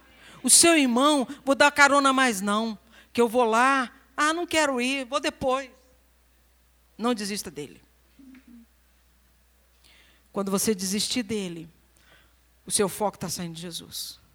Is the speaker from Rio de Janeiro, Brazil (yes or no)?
yes; Rio de Janeiro, Brazil; Porque eu sou do Rio de Janeiro e eu como feijão preto. Eu sou do Rio de Janeiro, mas eu não tenho sotaque.